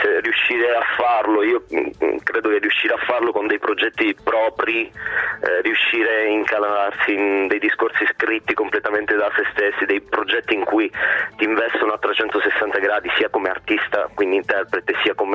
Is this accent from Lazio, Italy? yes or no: no; Crotone, Calabria, Italy; born there; io sono di origine, sono nato a Crotone, sono calabrese